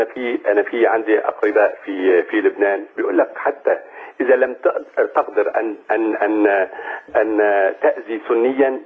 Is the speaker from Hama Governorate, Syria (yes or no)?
yes; Hama, Hama Governorate, Syria; كنت أنا يعني من أهل حماة